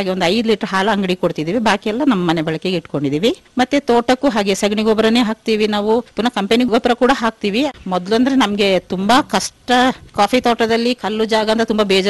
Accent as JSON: {"language": "Kannada", "town": "Abhyathmangala", "region": "Karnataka", "country": "India", "tie": "born there", "said": "ನಾನು ಹುಟ್ಟಿದ್ದು ಅಭ್ಯತ್ಮಂಗಲ ಗ್ರಾಮ … ಹೈಸ್ಕೂಲ್ ಎಲ್ಲ ಚಟ್ಟಳ್ಳಿ ಹೈಸ್ಕೂಲ್, PUC ಮರಗೋಡು. ಆಮೇಲೆ ಮದ್ವೆ ಆಯ್ತು … ಮದ್ವೆ ಆಗಿ."}